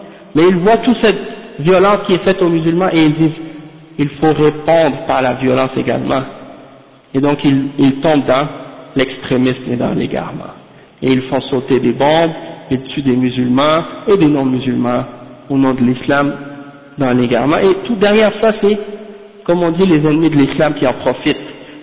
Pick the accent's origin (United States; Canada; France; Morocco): Canada; Quebec; Qui les pompe, hein, comme on dit chez nous, au Québec, hein